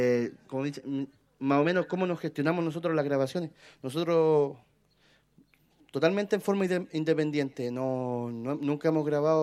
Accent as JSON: {"language": "Spanish", "town": "Nueva Imperial", "region": "Araucanía", "country": "Chile", "said": "Nosotros somos de acá de Imperial, ¿cachai? Llevamos años, más de 10 años ya, haciendo música."}